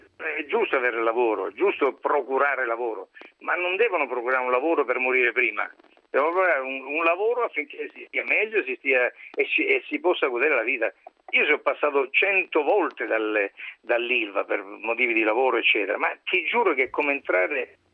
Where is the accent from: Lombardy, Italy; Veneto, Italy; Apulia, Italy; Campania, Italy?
Apulia, Italy; da pugliese, da uomo che ama da sempre la natura